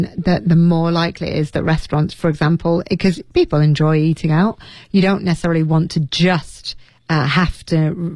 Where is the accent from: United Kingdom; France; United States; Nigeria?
United Kingdom; Leeds, Yorkshire and the Humber; If you went to my hometown, Leeds, and you looked for a particular Chinese dish